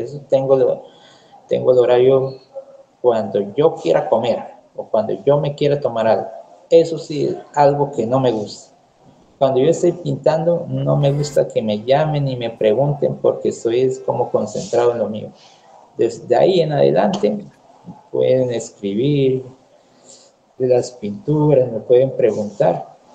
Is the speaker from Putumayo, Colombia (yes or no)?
yes; Putumayo, Colombia; No, le dije, yo soy de Putumayo, soy colombiano.